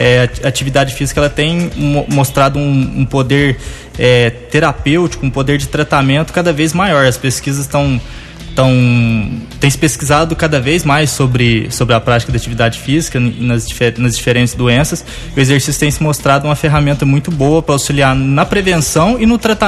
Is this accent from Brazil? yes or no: yes; Monte Santo de Minas, Minas Gerais, Brazil; Sou de Monte Santo de Minas.